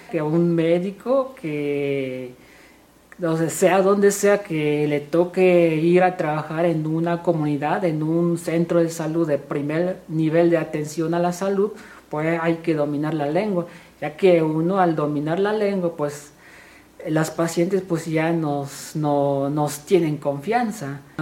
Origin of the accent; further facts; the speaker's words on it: Chenalhó, Chiapas, Mexico; soy originario de Chenaló, en una comunidad que se llama Yibeljó, y hablo la lengua tzotzil.